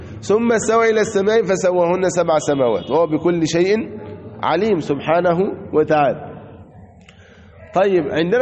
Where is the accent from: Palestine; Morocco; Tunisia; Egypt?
Egypt; وكان مثلها عندنا في مصر